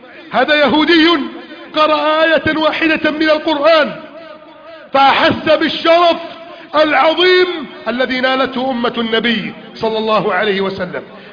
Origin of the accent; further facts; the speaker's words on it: Egypt; واجعل بلدنا مصر آمنا مطمئنا، آمنا مطمئنا، آمنا مطمئنا